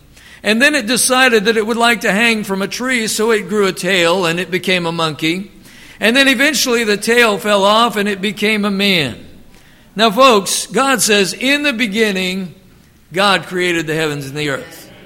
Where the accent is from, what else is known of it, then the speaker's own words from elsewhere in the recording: Youngstown, Ohio, United States; also born or lived in Alliance; And so I grew up in Alliance and Youngstown and some of those places in Ohio.